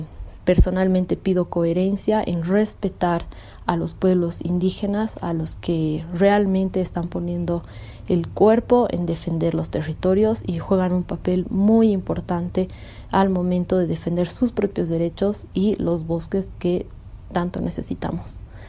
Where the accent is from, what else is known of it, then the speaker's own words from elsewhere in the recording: Bolivia; Exijo como humana perteneciente a este territorio y denominada como boliviana